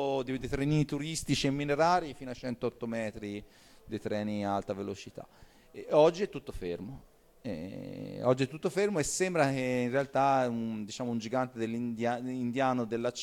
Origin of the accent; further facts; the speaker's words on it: Piombino, Tuscany, Italy; born there; io sono nato a Piombino e non è una scelta casuale